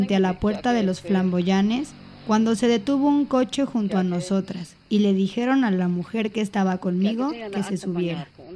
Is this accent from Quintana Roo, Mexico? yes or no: yes; Yoactún, Quintana Roo, Mexico; born there; Yo nací en Yoactún, Quintana Roo.